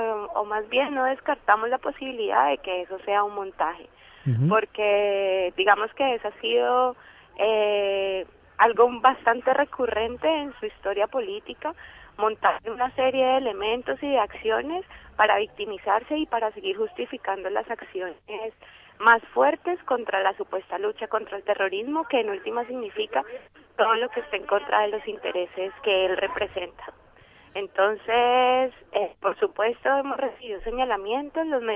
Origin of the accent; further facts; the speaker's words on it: Colombia; moved away; Que se supone que es un derecho que tenemos como colombianos y colombianas que estamos fuera de nuestro país